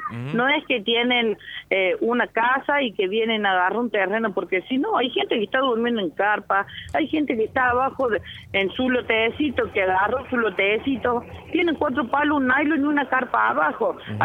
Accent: Unquillo, Córdoba, Argentina; Somos gente de Unquillo, somos unquillenses, somos el pueblo de él

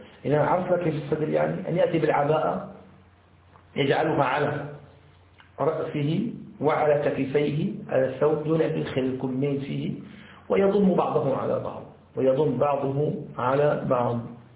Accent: Syria; يسموه عندنا في الشام الحطة

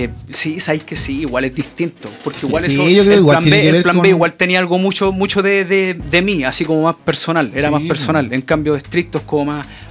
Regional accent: Santiago Metropolitan, Chile; mi casa donde yo nací y me crié, pues allá en Los Valledor, ¿cachai? Y este disco se trabajó en un quinto piso. Yo vivo ahora en el límite de Estación Central con Pudahuel Sur, ¿cachai? Hay en unas viviendas sociales

